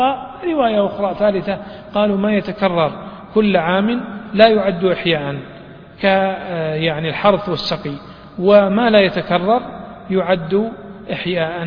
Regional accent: Riyadh, Riyadh Province, Saudi Arabia; يعني مثلا تذهب مثلا إلى طريق أو الوادي عندنا في الرياض، وادي الحائر يمشي فيه الماء

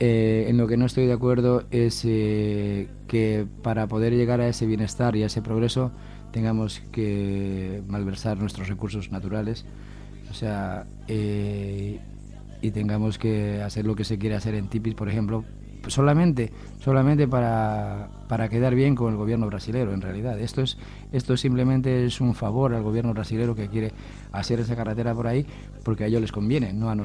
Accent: Bolivia; No, lo que queréis hacer es invertir en mi país, pero para llevarlo vosotros.

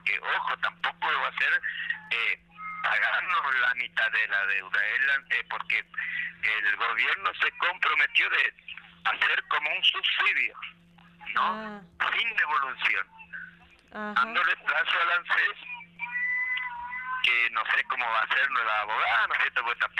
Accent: Misiones, Argentina; porque somos argentinos. Somos misioneros, pero somos argentinos

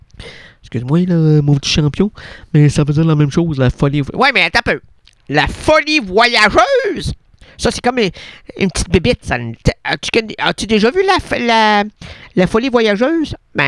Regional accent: France; Je suis gauche, je suis un gauche de France. Ah, je suis un français de gauche.

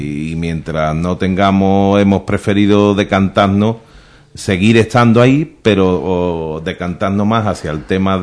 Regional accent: Andalusia, Spain; como para uno que es andaluz

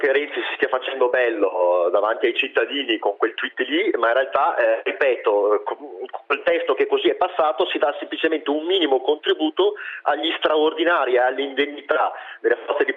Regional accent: Verona, Veneto, Italy; Io sono di Verona

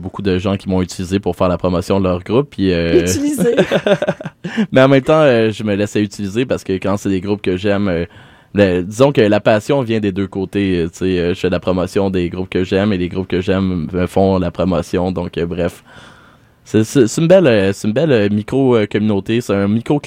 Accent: Saint-Michel-des-Saints, Quebec, Canada; c'est vraiment Saint-Michel-des-Saints, ma terre natale, dans la Nadière.

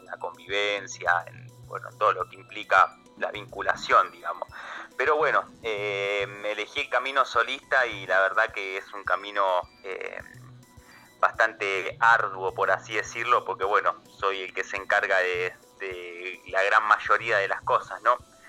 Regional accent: El Palomar, Buenos Aires Province, Argentina; yo vengo del Palomar, en partido de 3 de febrero, de provincia de Buenos Aires.

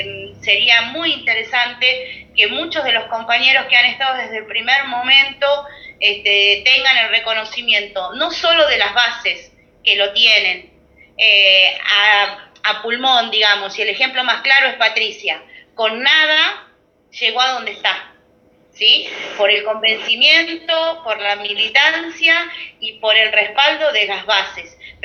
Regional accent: San Pedro, Argentina; soy de San Pedro, y fuimos candidatos en la última elección a concejales acá

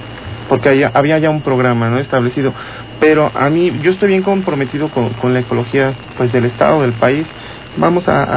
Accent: Mexico; estamos aquí, somos mexicanos

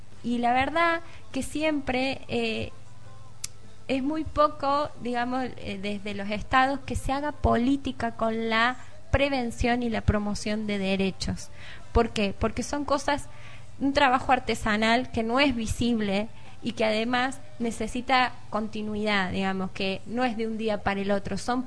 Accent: Córdoba, Argentina; Vengo de Córdoba capital y he trabajado en realidad siempre con jóvenes.

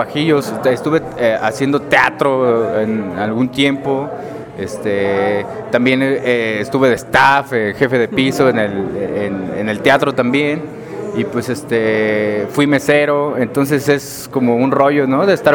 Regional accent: Tangamandapio, Michoacán, Mexico; yo soy de Michoacán, de un pueblito con crepúsculos arrebolados llamado Tangamandapio.

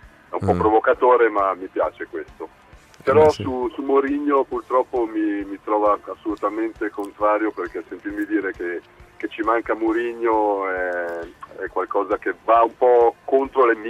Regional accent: Milan, Lombardy, Italy; Ma qui io sono di Milano

